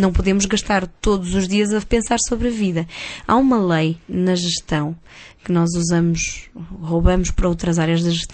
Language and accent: Portuguese; Porto, Portugal; now in Lisbon, Portugal; Quando eu mudei do Porto para Lisboa, eu senti uma diferença muito grande na maneira das pessoas se relacionarem.